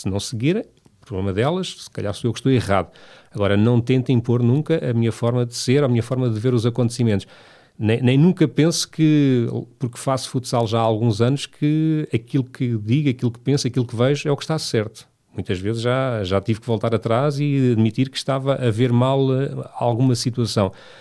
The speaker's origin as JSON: {"language": "Portuguese", "town": "Lourinhã", "region": "Lisbon", "country": "Portugal", "tie": "born or raised there", "said": "Eu por acaso, quando era pequeno na Lourinha, fui acólito na missa."}